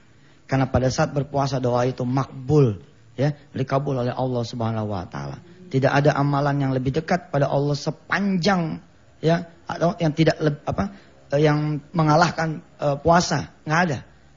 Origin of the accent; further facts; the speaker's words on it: Jakarta, Indonesia; Jadi karena kami keluarga besar di Betawi ya. Rumahnya panjang ibu. Panjangnya tuh panjang banget dah. Ya. Jadi kita sekeluarga tinggal di situ.